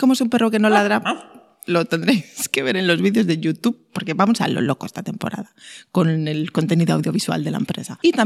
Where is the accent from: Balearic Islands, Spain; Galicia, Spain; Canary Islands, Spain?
Galicia, Spain; Vigo; Y bueno, aunque yo soy de Vigo, pues no pasa nada.